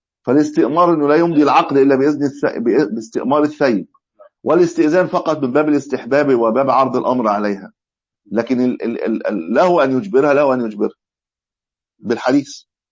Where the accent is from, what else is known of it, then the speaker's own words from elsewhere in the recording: Egypt; يعني مش ولو رجعوا حاليا في عندنا في مصر مش هيبطل